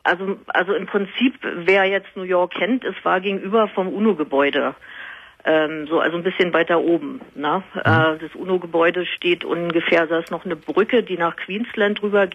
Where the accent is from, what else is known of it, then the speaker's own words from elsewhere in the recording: Berlin, Germany; ich komme aus Berlin